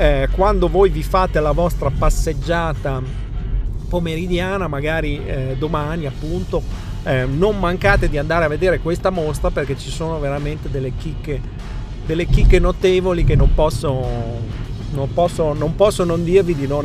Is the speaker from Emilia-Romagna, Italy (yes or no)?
yes; Bologna, Emilia-Romagna, Italy; Metto una T in mezzo a queste due Z, perché da bolognese direi